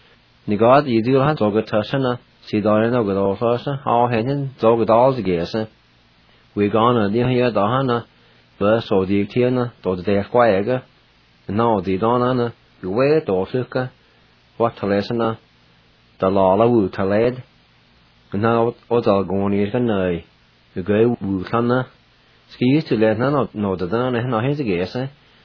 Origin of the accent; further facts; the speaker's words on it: Jay, Oklahoma, United States; he and I grew up together in Jay.